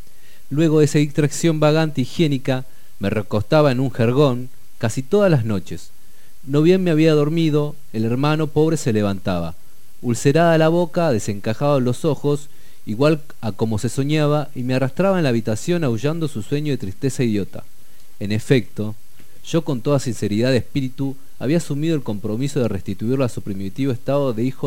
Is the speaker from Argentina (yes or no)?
yes; Aluminé, Neuquén, Argentina; Mi pueblo Aluminé.